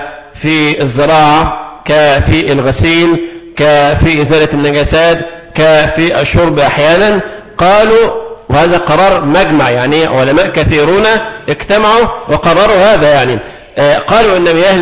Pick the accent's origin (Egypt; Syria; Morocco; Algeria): Egypt; الماء عندنا في مصر سهل ويسير، تفتح الحنفيات نزل مية